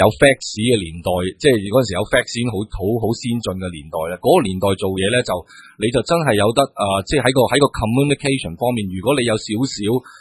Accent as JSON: {"language": "Cantonese", "town": "Liaobu", "region": "Guangdong", "country": "China", "tie": "born or raised there", "said": "我乡下喺寮埠，咁然之后喺樟木头"}